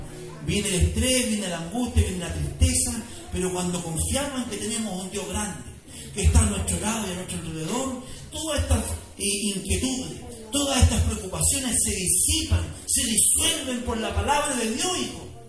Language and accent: Spanish; Chile; Así somos los chilenos.